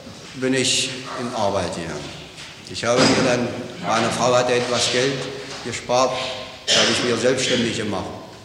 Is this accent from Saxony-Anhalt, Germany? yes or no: yes; Wedringen, Saxony-Anhalt, Germany; born there; Am 15.11.1911 in Wedringen, Kreis Hallensleben.